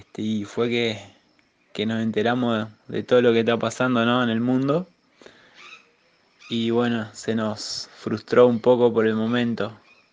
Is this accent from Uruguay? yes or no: yes; Uruguay; somos muchos los uruguayos que estamos viajando en mochila, en bicicleta, por Argentina, y que estamos totalmente varados.